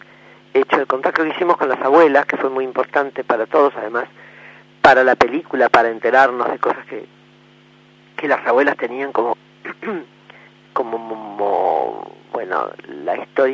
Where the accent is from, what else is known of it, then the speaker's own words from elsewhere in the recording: Argentina; nuestra historia y nuestra vida como argentinos